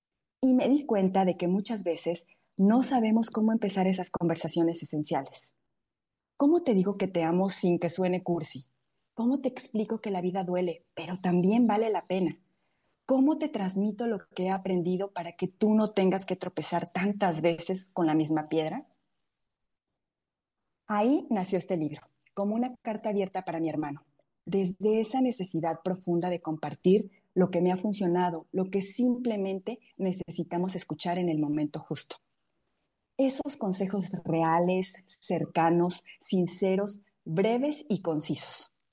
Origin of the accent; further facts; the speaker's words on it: Hidalgo, Mexico; now in Monterrey, Mexico; soy mexicana, originaria del estado de Hidalgo.